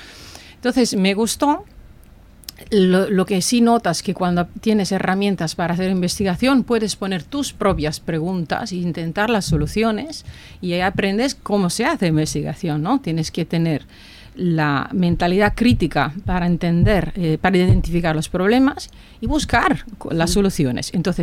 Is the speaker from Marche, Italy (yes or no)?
no; Campania, Italy; Spanish is a second language; also born or lived in Tuscany; yo soy italiana, me estudié cerca de mi ciudad, estudié en Nápoles, luego me fui a especializar en la Toscana, en Pisa